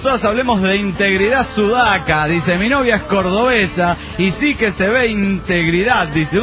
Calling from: Saltillo, Coahuila, Mexico; de Satillo, como Willa México

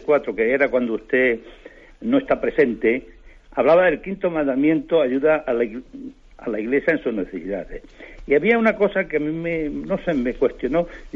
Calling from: Tres Cantos, Community of Madrid, Spain; de Tres Cantos

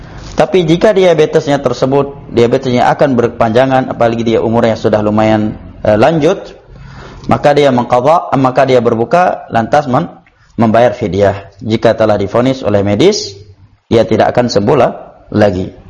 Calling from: Bandung, West Java, Indonesia; saya dari Bandung

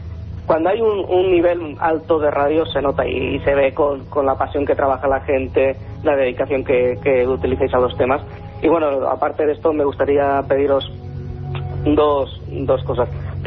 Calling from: Valencia, Valencian Community, Spain; pero de Valencia.

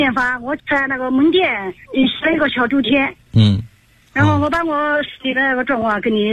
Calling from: Hefei, Anhui, China; 我来自安徽合肥

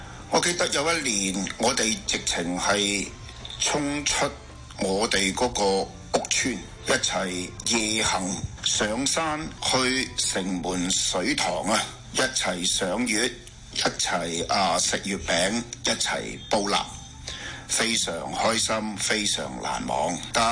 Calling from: Ohio, United States; 最后我想介绍一下我自己，我是来自俄亥俄州的

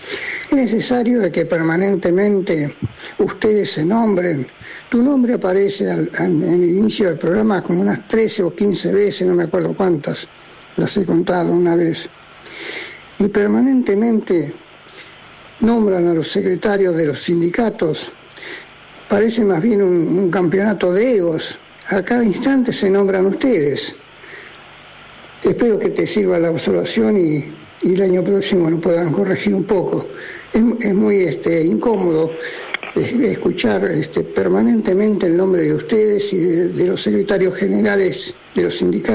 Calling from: Buenos Aires, Argentina; acá de Caballito.

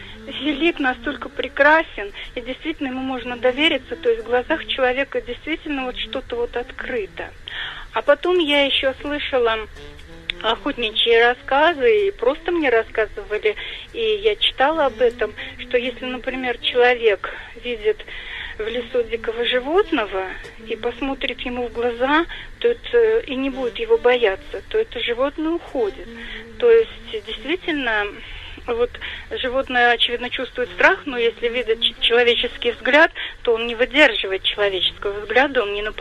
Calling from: Saratov Oblast, Russia; Я из Саратовской области звоню.

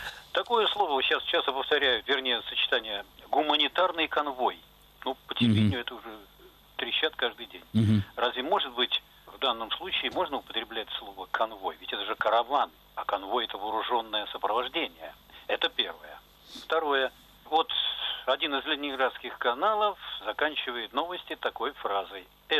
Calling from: Saint Petersburg, Russia; я из Питера.

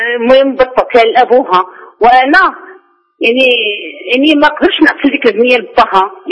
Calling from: Morocco; أنا راجع من المغرب.

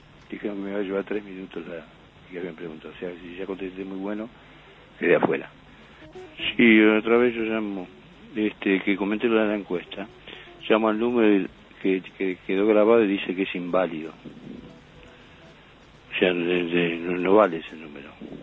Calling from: Buenos Aires, Argentina; de Parque Centenario.

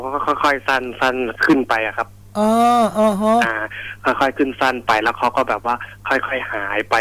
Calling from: Si Racha, Chonburi, Thailand; ตอนนี้พักอยู่แถวศรีราชครับ

